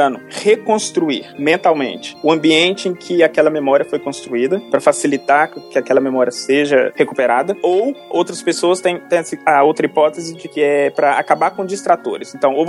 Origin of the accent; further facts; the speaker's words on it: Belo Horizonte, Minas Gerais, Brazil; eu sou de Belo Horizonte, fiz minha graduação na Faculdade de Filosofia e Ciências Humanas lá do UFMG.